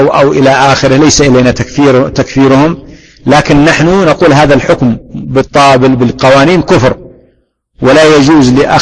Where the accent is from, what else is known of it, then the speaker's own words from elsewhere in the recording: Yemen; وهذا حاصل عندنا في اليمن، ونحن الحمد لله بلد وعندنا بلد إسلامي